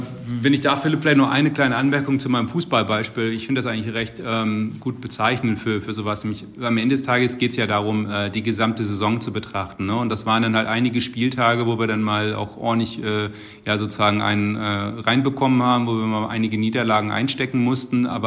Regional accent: Hamburg, Germany; der erste FC Köln ist jetzt auch durchaus sehr volatil und der HSV aus meiner Heimat auch.

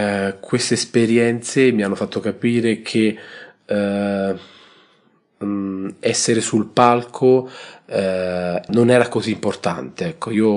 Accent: Alatri, Lazio, Italy; born there; sono nato ad Alatri, un paese in provincia di Frosinone, e vengo da una famiglia di insegnanti. Mio padre è stato insegnante di lettere e mia madre di musica.

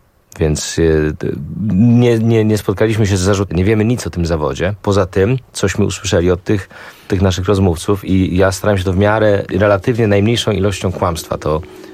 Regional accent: Szczecin, West Pomeranian Voivodeship, Poland; ja jestem ze Szczecina i to te teksty wynikają ze szczecińskiego umysłu.

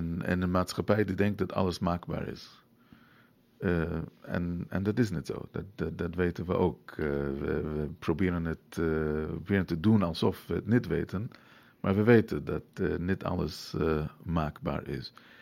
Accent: New York, United States; Nou, ik moet eerlijk zeggen, ik ben in New York grootgebracht.

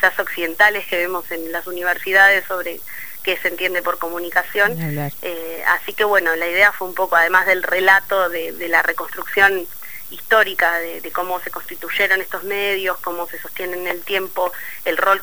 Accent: Bariloche, Río Negro, Argentina; en la zona de donde yo vengo, en Bariloche

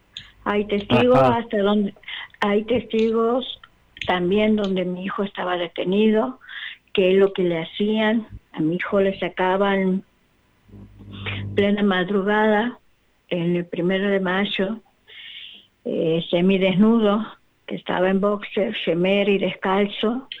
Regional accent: Santiago del Estero, Argentina; soy de Santiago del Estero, capital.

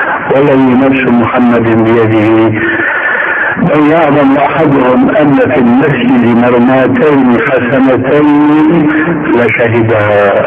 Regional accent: Damascus, Damascus Governorate, Syria; وانا ربيت في دمشق

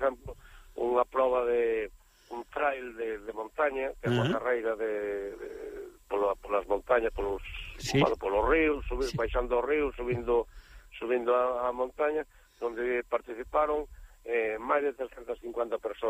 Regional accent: A Fonsagrada, Galicia, Spain; Ten moitas parroquias, e hai parroquias, por exemplo, na miña parroquia, que é a Veiga de Logares

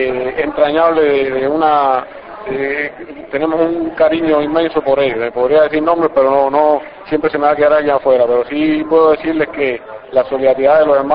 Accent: Cuba; somos muchos los cubanos que no permitiríamos o que lucharíamos para que eso no ocurra

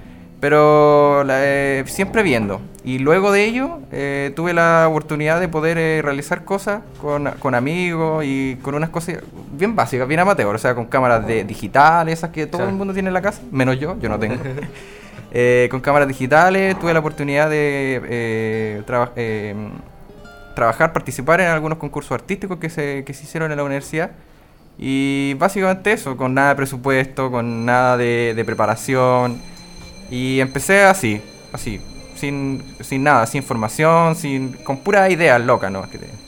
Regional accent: Curacautín, Araucanía, Chile; now in Temuco, Chile; Soy de acá de Curacautín. Actualmente resido en la ciudad de Temuco.

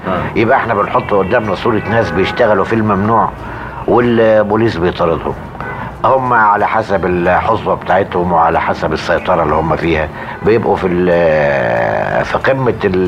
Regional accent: Egypt; انما لقيت ان انا كمصري ما اقدرش اعمله.

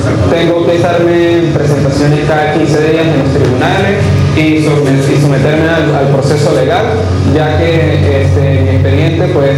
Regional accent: Venezuela; Como estudiante y como venezolano

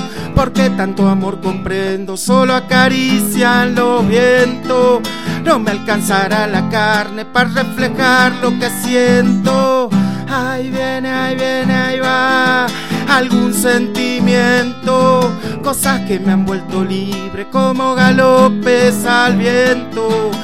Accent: Buenos Aires Province, Argentina; Yo vengo de casi de la Patagonia, del sur del sur de la provincia de Buenos Aires.

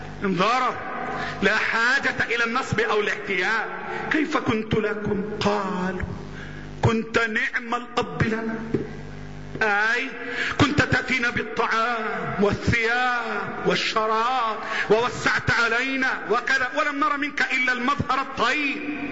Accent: Egypt; اللهم احفظ بلدنا مصر

